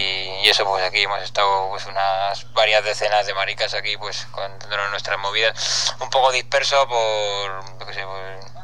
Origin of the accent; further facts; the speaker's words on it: Castile, Spain; yo creo que me voy contento a mi tierra castellana